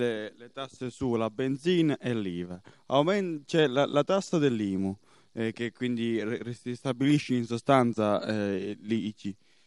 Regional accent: Veneto, Italy; born there; Sapete che io ho questo difetto, che sono nato in Veneto

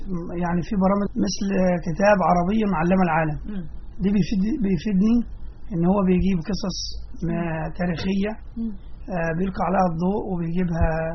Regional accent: Sohag, Sohag Governorate, Egypt; now in Giza, Egypt; يعني اساسا احنا من صهاج ولكن انا ساكن في قريه اسمها مشيت البكاري في الهرم محافظه الجيزه

